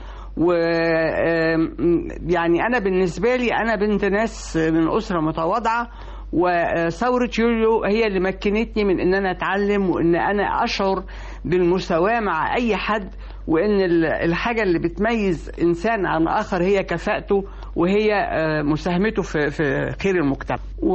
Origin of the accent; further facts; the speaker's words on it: Egypt; في كل حياتنا كمصريين، ولذلك يعني هو ظل موجود